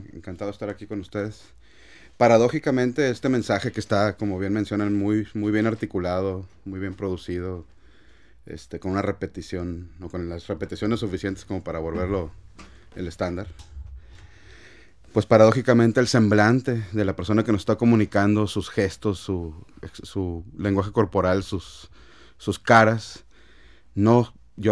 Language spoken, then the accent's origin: Spanish; Mexico; La nación, otra vez, somos los mexicanos, las personas.